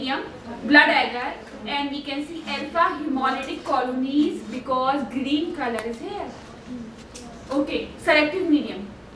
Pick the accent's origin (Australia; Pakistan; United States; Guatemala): Pakistan; She was thinking maybe I am Irani, I can speak Arabic, but she does not know that I am Pakistani.